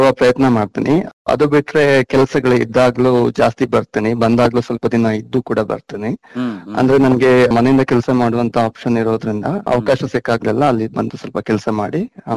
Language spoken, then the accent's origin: Kannada; Balamuri, Karnataka, India; now in Bengaluru, India; ನಮ್ದು ಬಲಮುರಿ ಅಂತ ಒಂದು ಗ್ರಾಮ, ಮಡಿಕೇರಿ ತಾಲೂಕು ಕೊಡಗು ಜಿಲ್ಲೆ ಬರುತ್ತೆ.